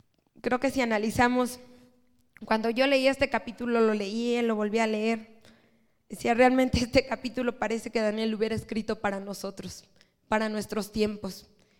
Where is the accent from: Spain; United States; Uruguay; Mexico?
Mexico; Hermano, creo que todos somos mexicanos.